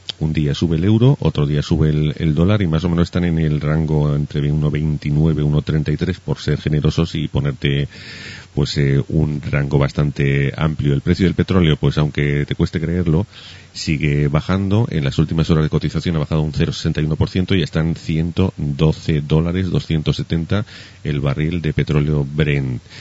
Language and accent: Spanish; Spain; los que somos españoles ya estamos acostumbrados al surrealismo que preside este país habitualmente desde tiempos inmemoriales